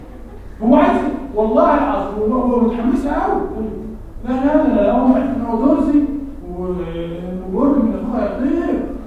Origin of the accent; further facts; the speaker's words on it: Egypt; واحنا كنا مصريين بهذه الصوره